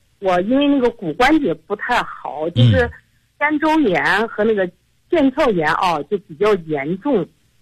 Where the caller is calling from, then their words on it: Xinjiang, China; 我是新疆的你的听众。